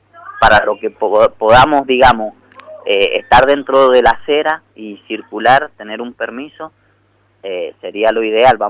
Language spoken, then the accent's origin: Spanish; Las Heras, Mendoza, Argentina; como mendocinos y mendocinas, y bueno, lacerinos en este caso y lacerinas